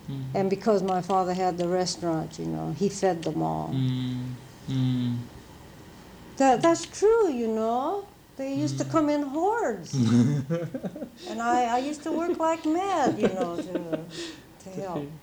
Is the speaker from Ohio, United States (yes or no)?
no; Riverside, California, United States; in my hometown, there was a man who used to run the Mission Inn. You know the famous Riverside Mission Inn?